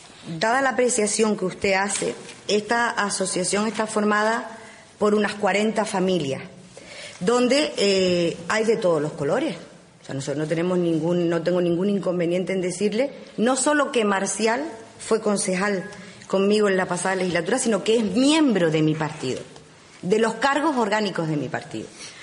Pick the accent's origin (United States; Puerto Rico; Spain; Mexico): Spain; Uga, Canary Islands; yo en este caso soy del pueblo de Uga y me he criado entre camellos.